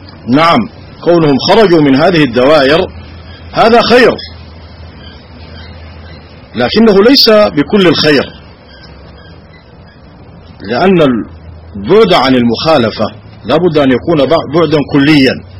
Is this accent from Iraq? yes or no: no; Sudan; نعاني في بلادنا السودان ها هنا